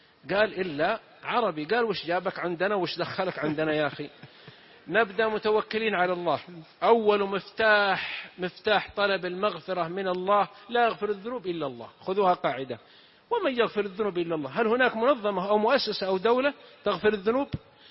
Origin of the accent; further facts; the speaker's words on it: south, Saudi Arabia; نكتة عندنا من السعودية من الجنوب، واحد من جماعتنا من قبيلتنا طبعا اختلف مع أهل قريتي، تعرفون المجتمع القبلي كثير الخلاف كثير الشقاق